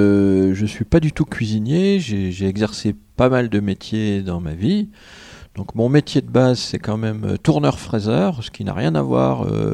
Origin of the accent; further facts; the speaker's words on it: Bourgogne-Franche-Comté, France; Alors, moi, je viens de Franche-Comté. Donc, en Franche-Comté, on aime les bons fromages en général.